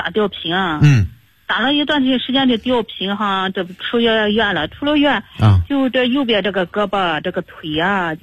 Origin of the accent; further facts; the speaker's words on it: Shandong, China; now in Beijing, China; 我老家山东那边的。